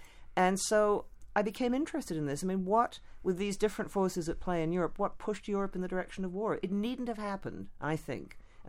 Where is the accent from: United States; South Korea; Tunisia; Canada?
Canada; born there; and I was born in Canada.